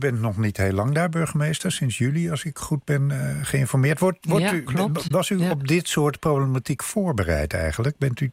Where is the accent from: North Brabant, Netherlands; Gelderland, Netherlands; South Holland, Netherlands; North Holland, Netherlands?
North Holland, Netherlands; Bussum; Ik kom ook uit Bussum.